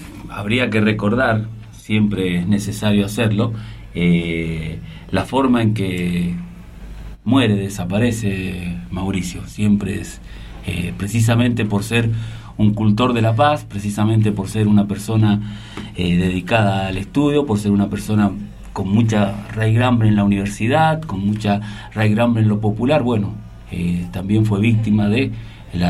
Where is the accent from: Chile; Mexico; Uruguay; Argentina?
Argentina; necesitamos, creo, como argentinos